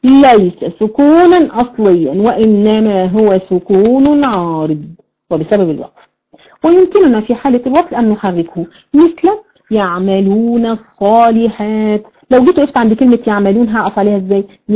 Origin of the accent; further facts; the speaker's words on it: Egypt; ما بيحصلش الكلام ده غير عندنا في مصر يعني